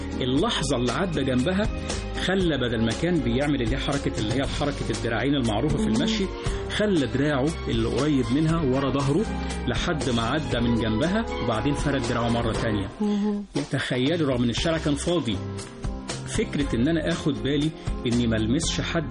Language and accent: Arabic; Egypt; والارتقاء بمستوى الوعي عندنا كلنا كمصريين